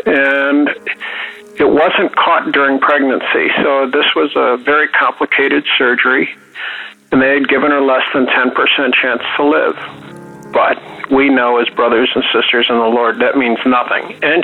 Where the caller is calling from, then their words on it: Cleveland, Ohio, United States; I'm calling from Cleveland, Ohio.